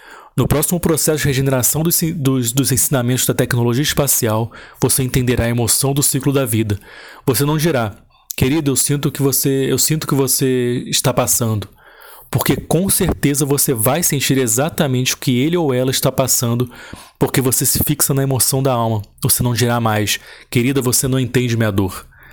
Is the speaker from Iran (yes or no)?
yes; Iran; Portuguese is a second language; A outra parte vem do meu passado como iraniano, que eu gosto